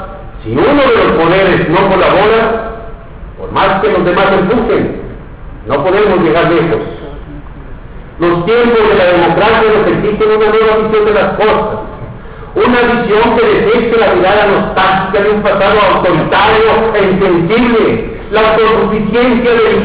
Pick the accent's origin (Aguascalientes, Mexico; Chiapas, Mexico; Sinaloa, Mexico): Aguascalientes, Mexico; porque yo soy de Aguascalientes, porque valoro a mi gente, porque nada puede igualar la devoción que se siente por este lugar donde nacimos, donde crecimos y donde vivirán nuestros hijos.